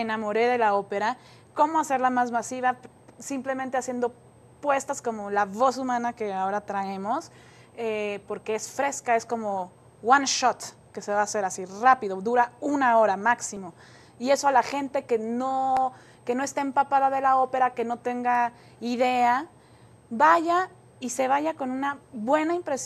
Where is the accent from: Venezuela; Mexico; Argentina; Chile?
Mexico; cada vez que vengo a México, últimamente, en estos tiempos tan difíciles que estamos viviendo como mexicanos y mexicanas